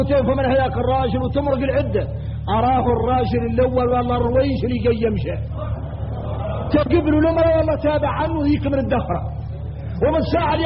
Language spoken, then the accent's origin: Arabic; Mauritania; ثم شفتوا احنا موريتاني تمين